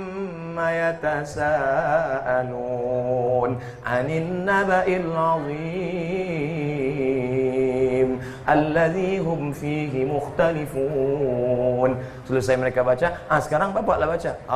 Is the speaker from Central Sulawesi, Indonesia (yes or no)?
no; Siak Sri Indrapura, Riau, Indonesia; Kami dari Riau, Kabupaten Siak, Sri Indrapura, Negeri Melayu, Bumi Lancang Kuning